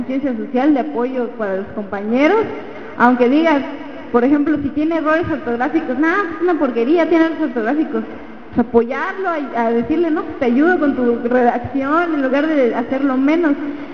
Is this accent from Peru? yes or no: no; Tuxtla Gutiérrez, Chiapas, Mexico; somos de aquí, somos de Tuxtla, somos de Chiapas, somos de México